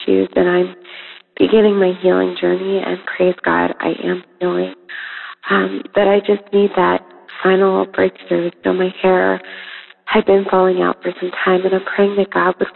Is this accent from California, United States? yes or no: yes; Los Angeles, California, United States; I'm from Los Angeles.